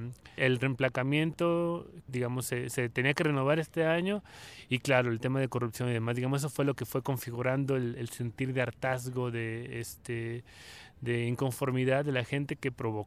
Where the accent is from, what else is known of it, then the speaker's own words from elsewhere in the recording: Mexicali, Baja California, Mexico; también de Mexicali